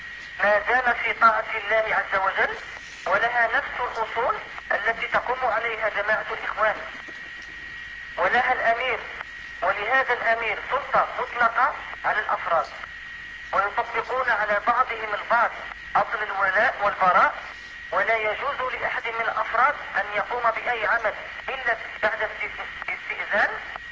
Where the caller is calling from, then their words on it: Algeria; يعني أنا أضرب الهاتف من الجزائر